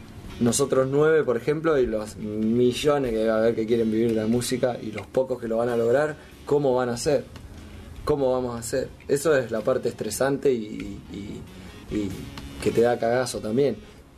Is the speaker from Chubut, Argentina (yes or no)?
no; Necochea, Buenos Aires Province, Argentina; nosotros que somos de Necochea, por ejemplo